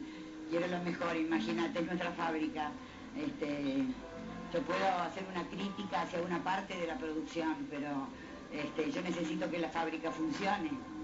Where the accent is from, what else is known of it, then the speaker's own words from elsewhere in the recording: Argentina; me siento absolutamente orgullosa como argentina de tener un artista como